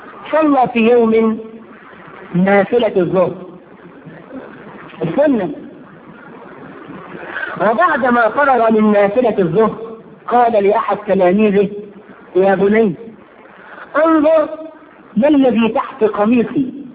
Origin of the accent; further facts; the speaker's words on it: Egypt; احنا كويسين قوي كمصريين احنا كده حلو قوي